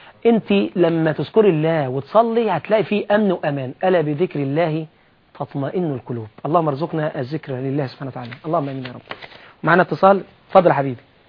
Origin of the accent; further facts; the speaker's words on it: Iraq; نحن من اهل العراق